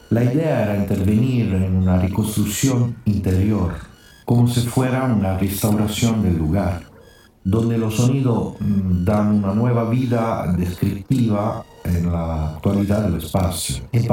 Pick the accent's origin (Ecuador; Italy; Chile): Italy; Spanish is a second language; now in San Juan, Argentina; soy italiano, 5 años que estoy radicado en la provincia de San Juan.